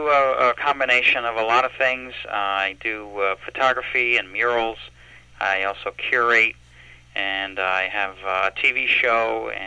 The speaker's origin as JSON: {"language": "English", "region": "New Jersey", "country": "United States", "lives_now": "Poughkeepsie, United States", "said": "I'm not from here originally. I'm from New Jersey, but I've been to living in Poughkeepsie for 6 years"}